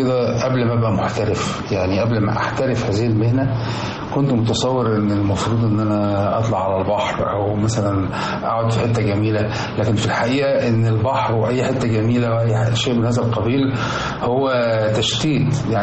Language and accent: Arabic; Damietta, Damietta Governorate, Egypt; أنا اتولدت في مدينة دمياط ونشأت فيها، وفضلت دخلت المدارس كلها، المدرسة الابتدائي والإعدادي والثانوي، وحتى الجامعة بتاعتي كانت هناك.